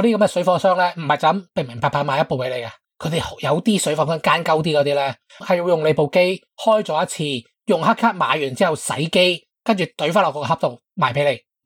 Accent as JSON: {"language": "Cantonese", "country": "Hong Kong", "said": "即系我哋香港人容易理解得啫"}